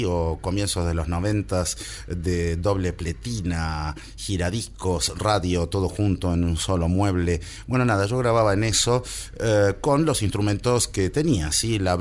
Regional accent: Buenos Aires, Argentina; born there; accent: Argentine, porteño; Nací en Buenos Aires, mi acento argentino, porteño, lo delata.

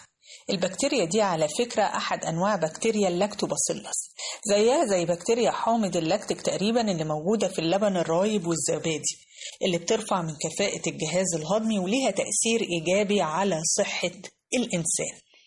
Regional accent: Egypt; أشهر استخدام لللفت عندنا كمصريين اللفت ببطرمان المخلل

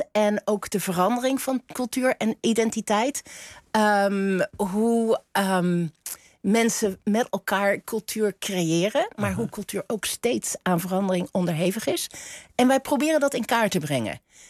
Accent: Flanders, Belgium; accent: Flemish; Omdat ik uit Vlaamse ouders ben. Wij spraken thuis ook Vlaams en Nederlands.

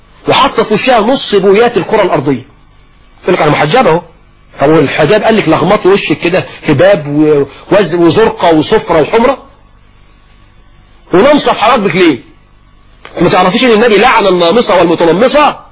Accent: Egypt

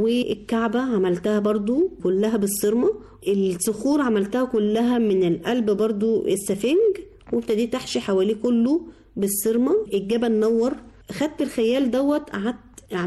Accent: Egypt; نحافظ على البيئه بتاعتنا او هويتنا كمصريين

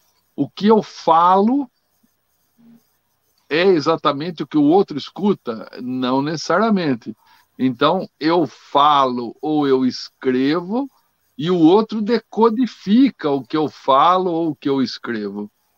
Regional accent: Brazil; eu digo aqui que você se expressar corretamente no português, no caso nosso aqui, que somos brasileiros, né?

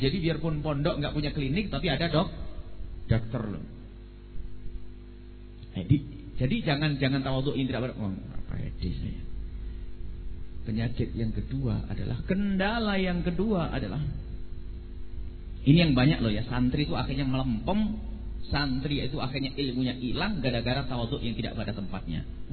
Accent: East Java, Indonesia; now in Cirebon, Indonesia; Dulu waktu masuk Cirebon, kita pendatang orang dari Jawa Timur.

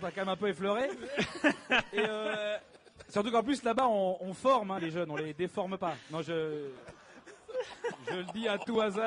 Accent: Paris, Île-de-France, France; non parce que moi je suis de Paris, donc je voulais vraiment voir des vrais Marseillais.

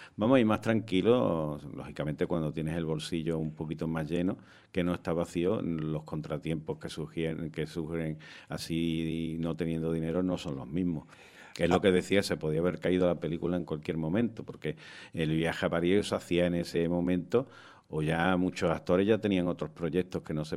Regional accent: Málaga, Andalusia, Spain; ¿De dónde? Y yo, de Málaga.

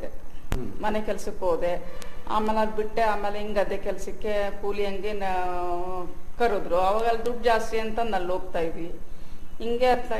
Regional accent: Bhadravati, Karnataka, India; ನಮ್ಮದು ಇದೇ ಊರೇ, ಹುಟ್ಟಿ ಬೆಳೆದಿದ್ದೆಲ್ಲ ಇದೇ ಊರಲ್ಲೇ. ಮದುವೆ ಮಾಡಿಕೊಟ್ಟಿದ್ದು ಚಿಕ್ಕಲ್ಲಲ್ಲಿ, ಈಗ ಗಂಡನ ಮನೆ ಈಗ ಇಲ್ಲ, ತಾಯಿ ಮನೆಗೆ ಮನೆ ಕೊಟ್ಟಿದ್ದಾರೆ, ಇಲ್ಲೇ ಮನೆ ಮಾಡ್ಕೊಂಡು ಇಲ್ಲೇ ಕೆಲಸ ಮಾಡ್ಕೊಂಡಿದ್ದೀನಿ.

